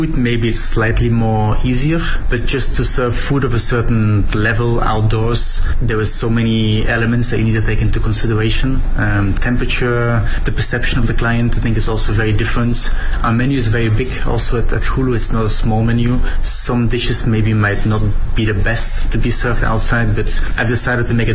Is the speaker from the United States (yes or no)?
no; Belgium; I'm from Belgium